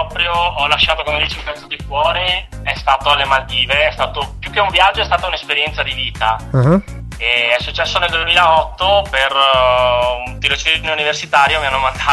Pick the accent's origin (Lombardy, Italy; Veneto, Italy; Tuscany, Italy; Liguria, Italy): Veneto, Italy; Caorle; praticamente la mia città natale, che è Caorle, un piccolo paese sulla costa, sul litorale veneto.